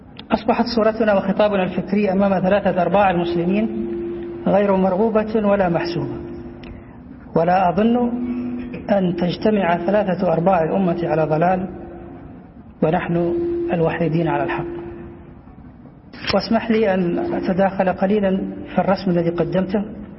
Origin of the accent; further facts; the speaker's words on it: Taif, Makkah Province, Saudi Arabia; moved away as an adult; فأنا من أهل الطائف صبا وبعيدا عنهم كهلا